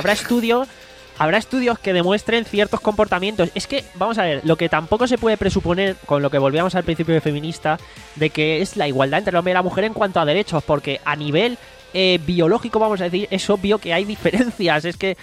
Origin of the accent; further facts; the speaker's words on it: Jaén, Andalusia, Spain; Yo soy de Jaén, por eso no nos conocimos en persona antes.